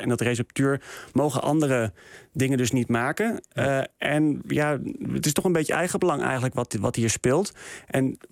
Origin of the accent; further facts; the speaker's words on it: Netherlands; dat ik ben opgegroeid in de Bijbelbelt.